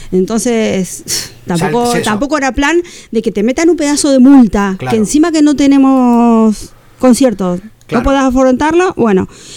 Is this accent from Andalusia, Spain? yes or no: no; Bilbao, Basque Country, Spain; Soy una baldosita de Bilbao.